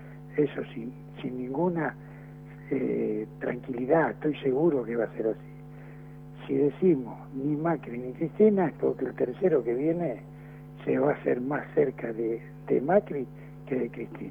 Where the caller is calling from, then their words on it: Buenos Aires, Argentina; de Floresta.